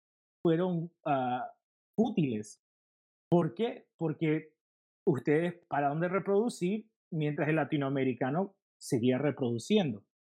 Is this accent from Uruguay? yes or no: no; Los Angeles, California, United States; Yo me crié en Los Ángeles, de nuevo, en un área muy diversa de Los Ángeles